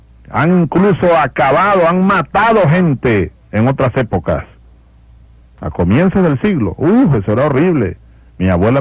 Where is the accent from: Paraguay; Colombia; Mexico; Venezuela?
Venezuela; Eso pasaba en las sabanas de Barinas y de Guárico y de Apure. Y allá están nuestros hermanos de donde yo vengo